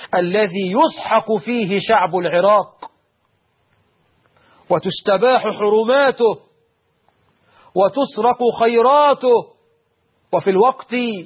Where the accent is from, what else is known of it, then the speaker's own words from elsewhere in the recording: Egypt; من شباب المسلمين في بلدنا مصر